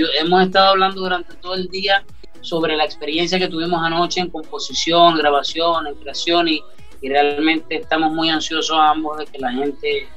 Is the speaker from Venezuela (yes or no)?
yes; Venezuela; Entonces me aboqué a la labor social en mi país, Venezuela